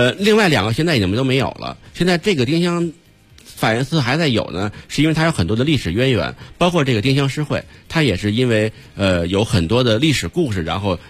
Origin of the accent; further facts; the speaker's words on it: Beijing, China; 我小时候没去过法源寺，它在南城嘛。我小时候在这个朝外住